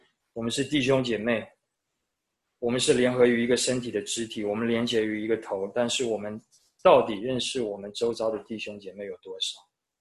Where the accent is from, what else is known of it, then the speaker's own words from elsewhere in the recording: Taiwan; 我觉得我小时候在台湾的时候，好像很多人到我们家包水饺